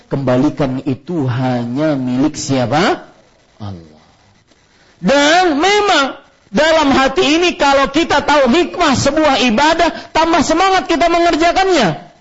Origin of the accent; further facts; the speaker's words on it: Banjarmasin, South Kalimantan, Indonesia; dari kecil di Banjarmasin saya ingat sekali ajaran mama, tidak boleh ribut kalau orang sholat.